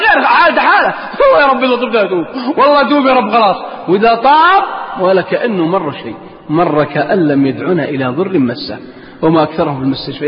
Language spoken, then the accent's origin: Arabic; Al-Qassim, Saudi Arabia; أكبر مجرم عندنا في القصيم أو في الدمام